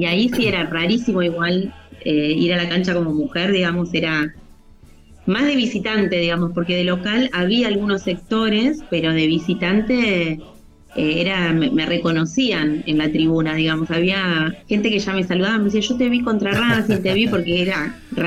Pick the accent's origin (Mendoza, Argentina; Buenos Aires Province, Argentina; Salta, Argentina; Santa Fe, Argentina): Santa Fe, Argentina; Rosario; yo voy a vivir a Rosario en el año 86, tenía 9 años, y nací en Santa Fe, en un pueblo, todo, pero bueno, hubo una recorrida ahí por el laburo de mi viejo, y cuando caemos en Rosario, muy cerca del Parque Independencia